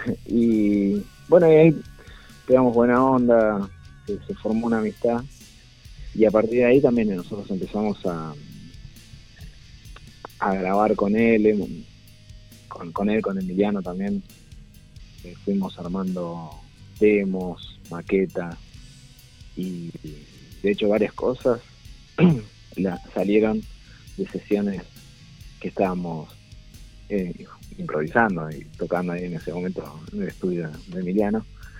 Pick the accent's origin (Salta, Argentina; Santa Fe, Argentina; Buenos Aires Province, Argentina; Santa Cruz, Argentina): Buenos Aires Province, Argentina; Lomas de Zamora; Nosotros somos de distintos lugares. Sí. Yo soy de Lomas, de Zona Sur.